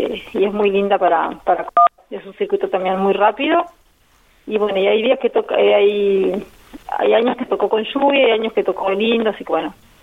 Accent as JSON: {"language": "Spanish", "region": "Neuquén", "country": "Argentina", "lives_now": "Buenos Aires, Argentina", "said": "Yo soy de Neuquén, nací en Neuquén, pero viajé de Buenos Aires, donde estoy con mi familia."}